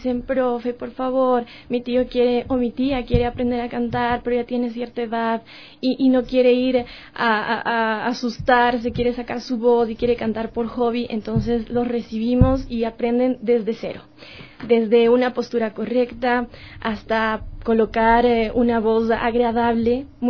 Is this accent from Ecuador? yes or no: yes; Ecuador; siendo ecuatorianos llevamos la música en la sangre.